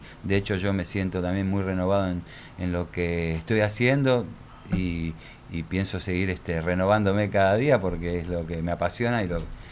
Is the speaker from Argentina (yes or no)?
yes; Argentina; Nosotros como argentinos vivir un glamour es medio ridículo, ¿no?